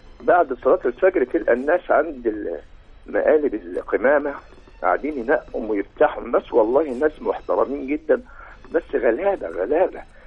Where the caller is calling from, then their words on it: Mansoura, Dakahlia, Egypt; حل ازمه كبيره قوي عندنا في الدقهليه والمنصوره